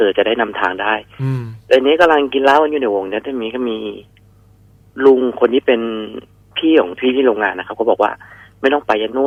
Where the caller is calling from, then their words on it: Nakhon Pathom, Thailand; ตอนนี้จอดรถอยู่แถวนครปฐมครับ